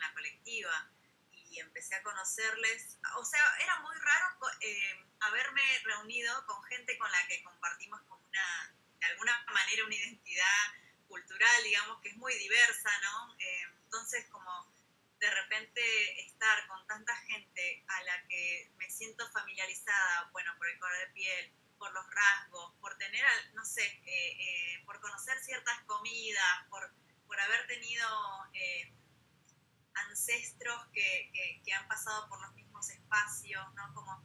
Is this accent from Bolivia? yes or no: no; Argentina; Como que no soy totalmente argentina, porque bueno, no tengo los supuestos rasgos que debería tener, ¿no? Porque claro, vos me prendes la tele y todas las publicidades que salen de Argentina son todas personas blancas